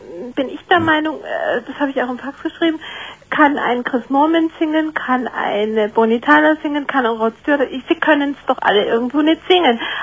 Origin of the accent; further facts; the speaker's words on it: Munich, Bavaria, Germany; Ich bin aus München.